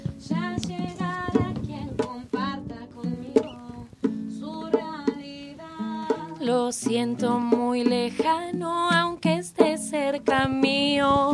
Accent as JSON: {"language": "Spanish", "town": "Paraná", "region": "Entre Ríos", "country": "Argentina", "said": "Nosotras somos amigas de Paraná, somos de Entre Ríos, nosotras dos"}